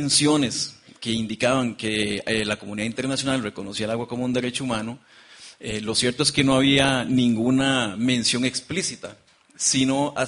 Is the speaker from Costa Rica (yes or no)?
yes; Costa Rica; hablo portugués, yo vengo de Costa Rica